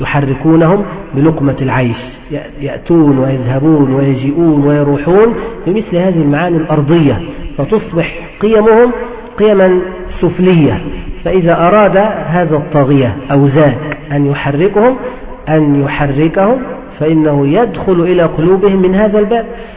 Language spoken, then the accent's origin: Arabic; Egypt; نهر النيل عندنا في مصر